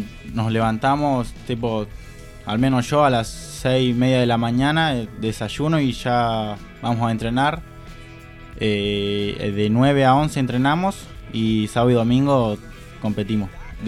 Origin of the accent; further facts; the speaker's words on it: Acebal, Santa Fe, Argentina; Bueno, yo soy de Rosario Acebal